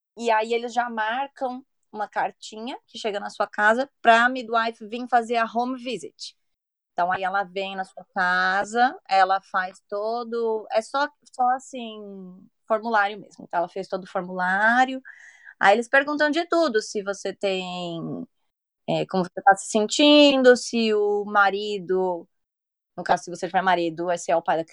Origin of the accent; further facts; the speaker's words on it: São Paulo, Brazil; moved away as an adult; now in United Kingdom; eu sou de São Paulo, mas eu moro fora do país, vai fazer 8 anos. E sou casada com inglês e moro na Inglaterra hoje.